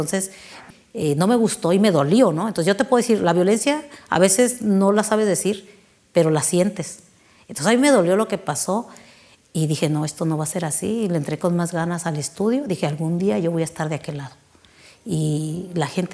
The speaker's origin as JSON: {"language": "Spanish", "region": "Oaxaca", "country": "Mexico", "moved": "yes", "lives_now": "Baja California, Mexico", "said": "soy originaria del estado de Oaxaca, soy de la Mixteca Baja, tengo 40 años viviendo aquí en Baja California"}